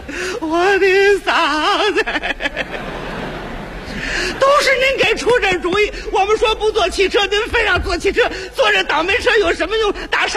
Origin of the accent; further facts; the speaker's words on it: Tianjin, China; accent: Tianjin; 要用咱们天津话讲啊，